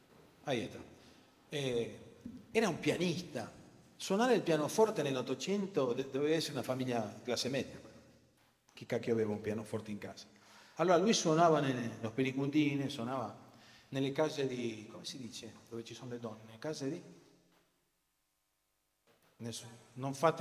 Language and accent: Italian; Rosario, Santa Fe, Argentina; Io sono del Rosario